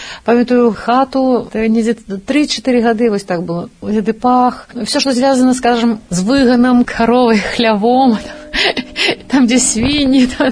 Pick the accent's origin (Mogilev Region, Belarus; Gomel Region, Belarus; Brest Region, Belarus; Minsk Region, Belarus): Brest Region, Belarus; Damashevichy; also born or lived in Baranavichy; Лічуся я, што нарадзілася ў Баранавічах, але сама лічуся ведамашоўкай. Гэта вёска 10 кіламетраў ад Баранавіч, Дамашэвіч, дзе нарадзіліся мае бацькі.